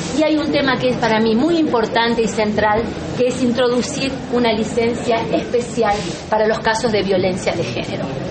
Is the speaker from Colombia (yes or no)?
no; Argentina; tiene que ver con lo que hoy somos como argentinos y argentinas